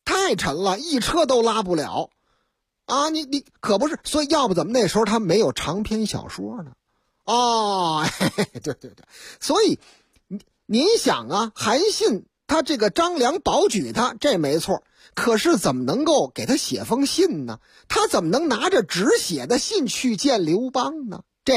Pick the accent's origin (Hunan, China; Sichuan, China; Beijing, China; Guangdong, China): Beijing, China; 天坛离我老家挺近的，哎，对，大喘气，这好啊，这好，打我老家出去奔天坛